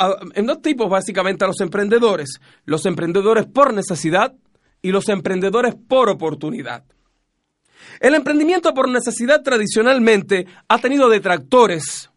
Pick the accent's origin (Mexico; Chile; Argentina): Chile; nosotros como chilenos o los que vivimos acá